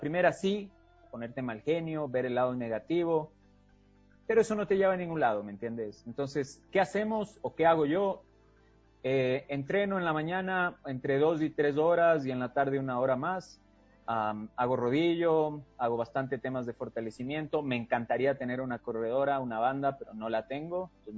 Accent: Chile; Yo crecí en Chile muchos años de mi vida, mi mamá es de allá

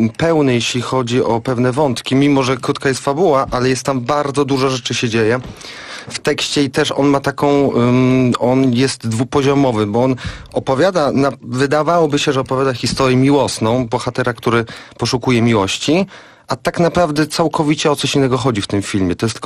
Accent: Tarnów, Lesser Poland, Poland; Jestem z Tarnowa i też mieszkam teraz w Tarnowie.

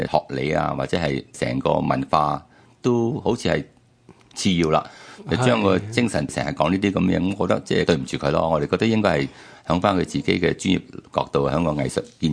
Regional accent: China; 即係我哋中国人好多时都好鍾意自己话事啦

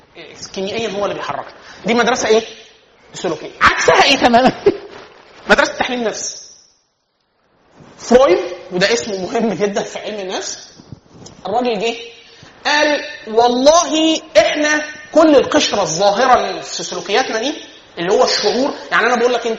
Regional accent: Egypt; في القفشات في القلش عندنا في مصر

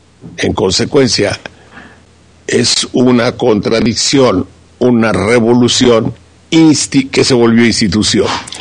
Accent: Veracruz, Mexico; yo soy un ranchero de Veracruz

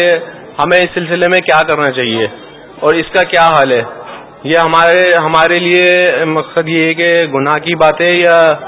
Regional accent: Karachi, Sindh, Pakistan; میرا تعلق کراچی سے ہے۔

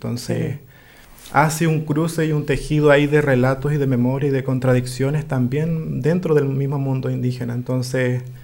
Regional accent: Lago Ranco, Los Ríos, Chile; Yo soy de Lago Ranco, soy ajá. del Lofche Iliwe, un Lofche que desafortunadamente... no existe hoy en día como Lofche

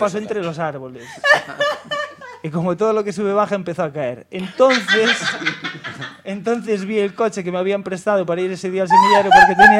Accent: Galicia, Spain; Claro, como buen gallego, todavía estoy esperando a que llueva.

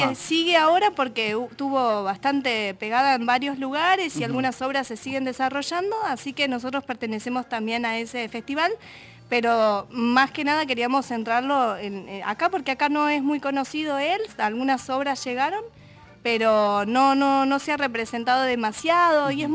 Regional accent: Argentina; no es tanto algo que nos pueda vincular para nosotras como argentinos, ¿no?

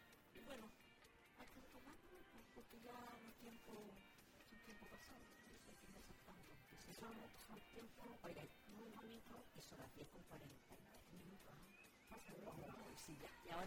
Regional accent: Coelemu, Ñuble, Chile; No, yo viví en Coelemo, nací en Coelemo, estudié hasta el sexto.

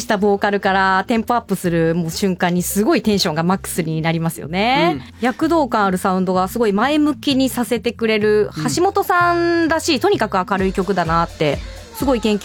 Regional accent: Kanto, Japan; 関東圏の私からすると関西弁ってこう割と一括りになってしまうんですけど

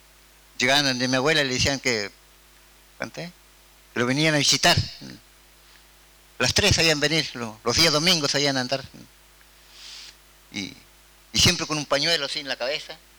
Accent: Cuesta del Ternero, Río Negro, Argentina; de Cuesta del Ternero, pertenezco a la comunidad también Pichún

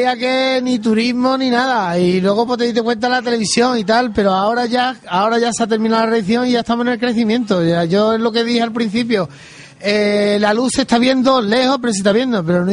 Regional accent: Coripe, Andalusia, Spain; accent: Andalusian; Yo soy de Sevilla, del último pueblecito de la provincia de Sevilla, lindando con la serranía de Cádiz, que se llama la Sierra Sur. Se llama Coripe, donde es un pueblo muy bonito, una gente muy maravillosa y muy barato.

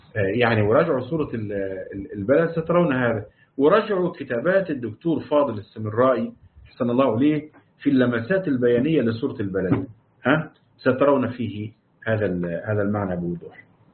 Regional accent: Morocco; وعندنا في المغرب الوقف على وما بينهما

